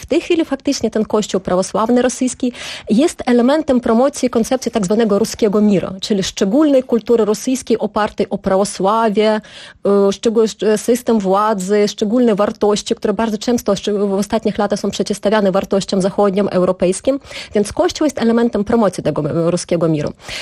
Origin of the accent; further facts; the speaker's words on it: Ukraine; Bo jako Ukrainka się i cieszyłam